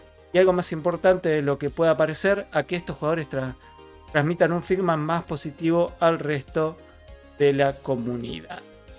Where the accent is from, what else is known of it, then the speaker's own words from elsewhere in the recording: Argentina; hoy en Neuquén es insoportable. Y así todo estoy tomando mate. ¿Por qué? Porque soy argentino. Digo, porque soy argentino y no me pienso ir del país.